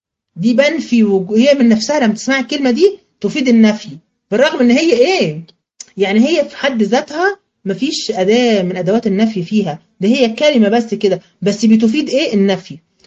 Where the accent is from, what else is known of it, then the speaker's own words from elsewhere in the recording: Egypt; مش دايما نقولها كده عندنا كمصريين؟